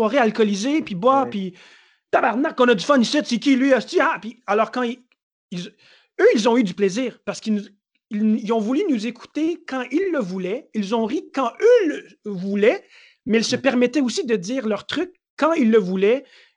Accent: Montreal, Quebec, Canada

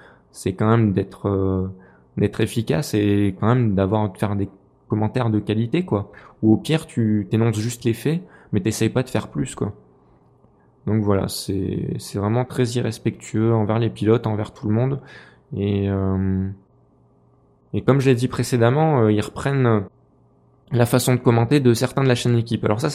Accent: Clermont-Ferrand, Auvergne-Rhône-Alpes, France; je suis un local. Je suis de Clermont-Ferrand, donc voilà. Superbest, c'est pas très loin. Je suis un local de l'étape.

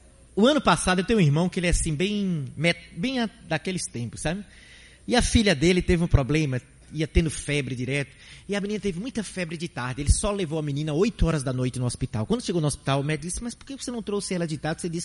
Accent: Cabo de Santo Agostinho, Pernambuco, Brazil; Eu sou da cidade do Cabo de Santo Agostinho, que fica hoje a simplesmente 20 minutos com o trânsito tranquilo num dia de domingo.

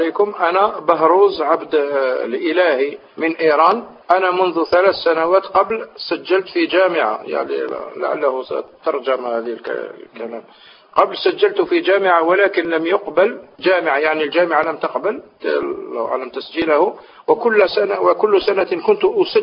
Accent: Constantine, Constantine Province, Algeria; لأن البعض، هذا لو أنا من قسنطينة، البعض في قسنطينة يزعمون

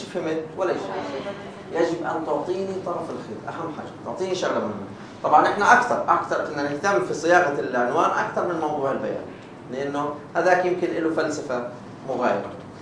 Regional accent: Palestine; في إشي مرتبط فيها كفلسطيني بنتظر

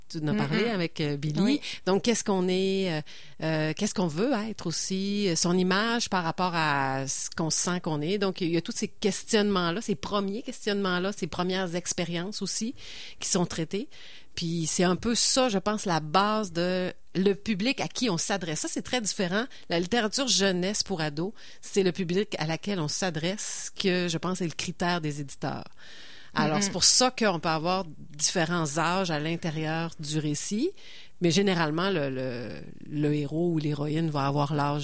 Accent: Quebec, Canada; moi, je suis originaire de Charlevoix.

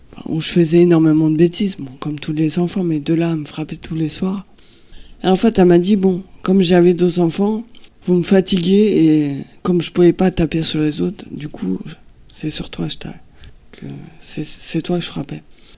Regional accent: Île-de-France, France; Je suis née à Paris.

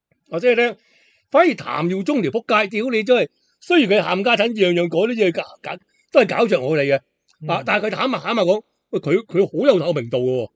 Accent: Hong Kong; 我香港人系唔使讲，

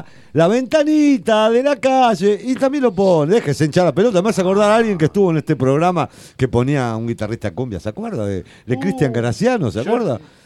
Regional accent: Argentina; Yo toqué en una banda argentina, obvio, soy argentino

